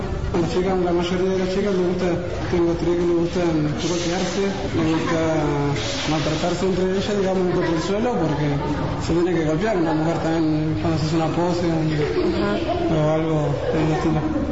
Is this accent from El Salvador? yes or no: no; Buenos Aires, Argentina; now in El Bolsón, Argentina; En Buenos Aires, yo soy de Buenos Aires.